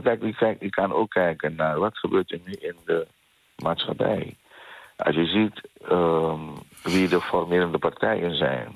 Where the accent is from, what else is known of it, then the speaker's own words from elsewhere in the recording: The Hague, South Holland, Netherlands; We leveren een bijdrage aan Den Haag. Wij zijn trotse Hagenaars.